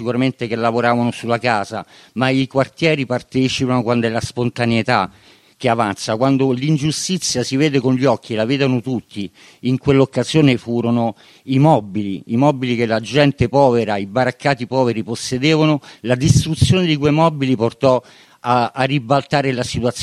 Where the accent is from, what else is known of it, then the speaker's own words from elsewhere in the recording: Rome, Lazio, Italy; born there; io sono nato a Pietralata, sono cresciuto con DNA di occupante, sono 40 anni che occupo e tutt'oggi sono un occupante di casa